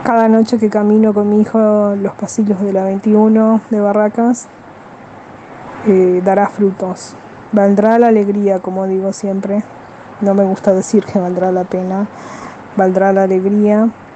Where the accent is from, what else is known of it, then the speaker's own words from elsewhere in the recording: Paraguay; now in Buenos Aires, Argentina; Soy paraguaya, hace 22 años que vivo en Buenos Aires.